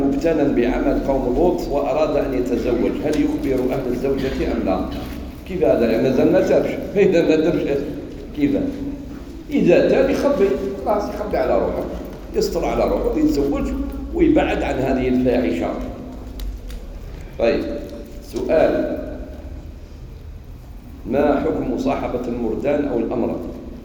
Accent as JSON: {"language": "Arabic", "country": "Algeria", "said": "أنا فرحان باللي أنا جزائري. إيه ومسلم، أنا مسلم جزائري"}